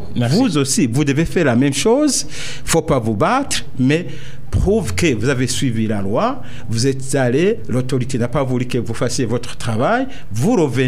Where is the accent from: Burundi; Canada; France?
Burundi; Je suis Burundais, je vais où je peux aller où, n'importe où.